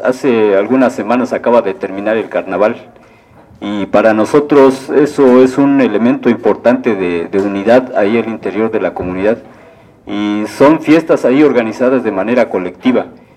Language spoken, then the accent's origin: Spanish; Atlapulco, State of Mexico, Mexico; soy parte del Consejo de Mayores de ahí de Atlapulco